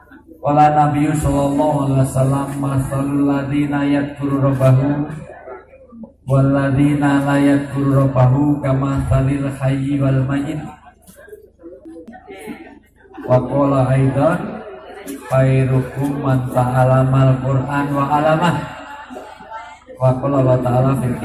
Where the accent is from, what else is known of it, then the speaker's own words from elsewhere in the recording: Java, Indonesia; Saya asli orang Jawa